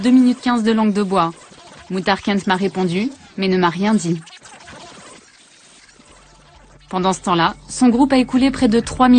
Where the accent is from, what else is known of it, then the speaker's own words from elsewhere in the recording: France; Je viens de France pour être avec vous aujourd'hui.